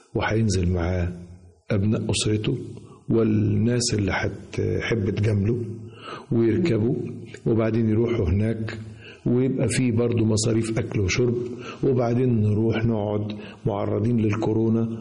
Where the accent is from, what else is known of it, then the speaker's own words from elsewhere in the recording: Egypt; وعايز أقولك أن بلدنا مصر حقيقة تستاهل كل خير